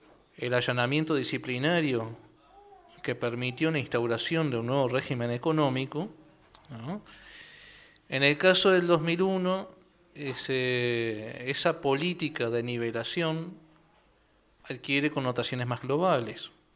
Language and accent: Spanish; Chuy, Rocha, Uruguay; also born or lived in Montevideo; Si bien nací en Montevideo, me crié en el Chuy, frontera.